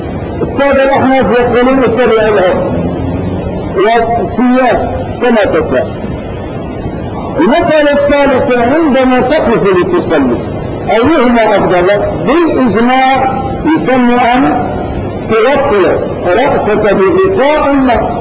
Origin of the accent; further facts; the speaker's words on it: Morocco; في بلادنا المغرب